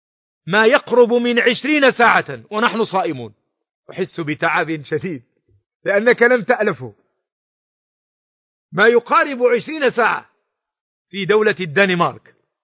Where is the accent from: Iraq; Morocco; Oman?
Morocco; كي يقول العوام عندنا في المغرب